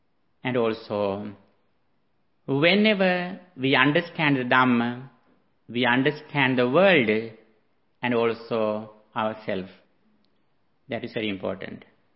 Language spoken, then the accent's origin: English; Sri Lanka; moved away as an adult; now in United States; As a person who came from Asia, I was born and raised in Sri Lanka. After that, I went to USA and I have been here for one decade.